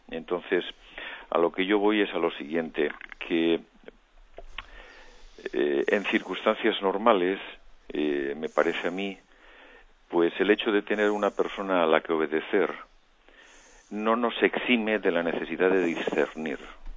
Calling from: Madrid, Community of Madrid, Spain; de Madrid.

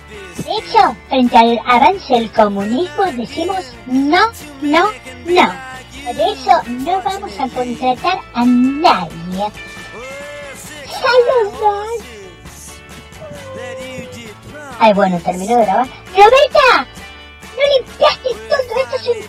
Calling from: Pilar, Buenos Aires Province, Argentina; Y les estoy hablando desde el Partido de Pilar. Acá estoy en mi country

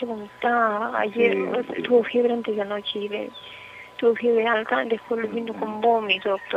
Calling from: Trujillo, La Libertad, Peru; Se llama de Trujillo, doctor.

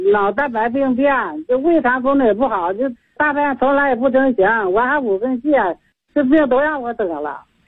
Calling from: Suihua, Heilongjiang, China; 我是来自龙江绥化的，今年70岁了。

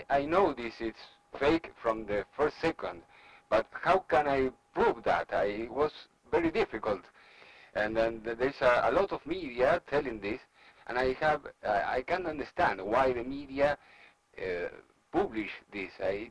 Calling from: Argentina; English is a second language; I'm speaking from Argentina.

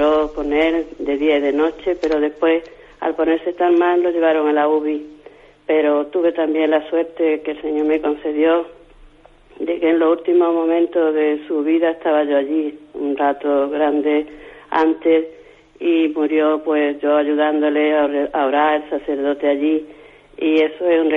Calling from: Málaga, Andalusia, Spain; de Málaga.

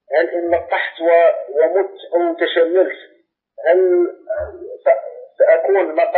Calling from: Morocco; أنا أكلمك من المغرب.

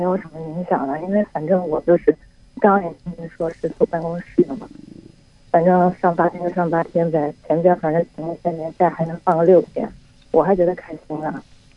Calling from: Shenzhen, Guangdong, China; 我在深圳，

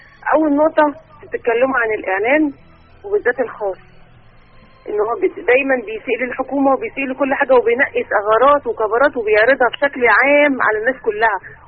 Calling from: Giza, Giza Governorate, Egypt; من الجيزه.

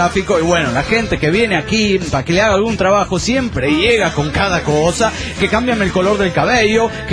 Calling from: Irapuato, Guanajuato, Mexico; de Irapuato, Guanajuato, México.

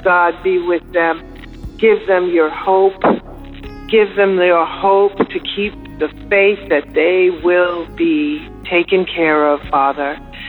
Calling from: Florida, United States; I'm calling from the Panhandle of Florida.

